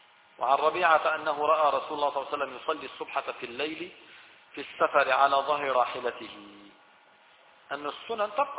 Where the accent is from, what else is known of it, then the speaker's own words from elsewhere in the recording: Syria; accent: Levantine Arabic; بس لتلاقي واحد عم يحكي في الحرم هيك بلهجتنا الشامية البسيطة هاي، تشعر حالك لا شعوريا تتمسك فيه